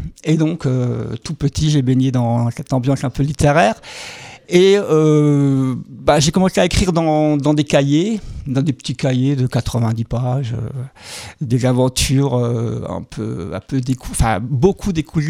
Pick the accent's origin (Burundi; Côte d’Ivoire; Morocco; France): France; Grand Est; je viens du Bas-Rhin. Un petit village situé à 20 km à l'ouest de la capitale, Strasbourg.